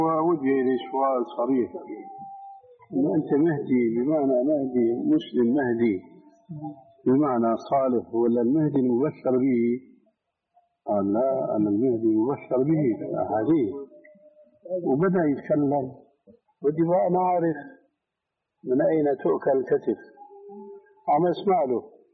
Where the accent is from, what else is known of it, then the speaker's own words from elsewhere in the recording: Damascus, Damascus Governorate, Syria; قال لي ناس عندنا في دمشق